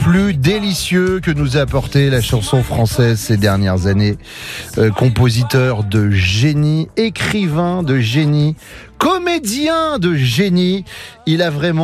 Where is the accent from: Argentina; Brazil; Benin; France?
France; Nouvelle-Aquitaine; Ben oui, je suis originaire de l'Amnate en Charente-Maritime.